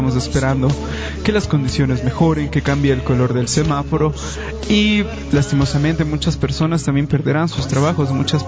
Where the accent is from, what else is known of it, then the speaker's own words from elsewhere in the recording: Ecuador; tenemos que prepararnos, tenemos que ayudarnos como ecuatorianos